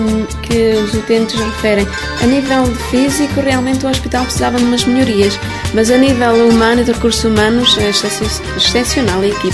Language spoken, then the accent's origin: Portuguese; Timor-Leste; now in Portugal; Eu vim de Timor-Leste passado 3 anos e meio, trabalhei num lar de idosos em Trancoso 4 anos e meio